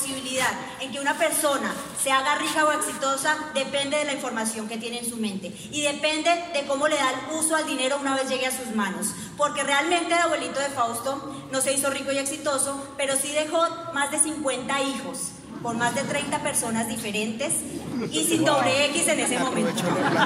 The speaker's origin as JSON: {"language": "Spanish", "town": "Moniquirá", "region": "Boyacá", "country": "Colombia", "tie": "born or raised there", "said": "Fausto y yo nacimos en Moniquirá, Boyacá. Estamos a 5 horitas nada más de allá. Crecimos en rodeados de pollitos, gallinas, caballos, marranitos, somos hijos de personas campesinas, personas muy trabajadoras, y pues de ahí venimos Fausto y yo"}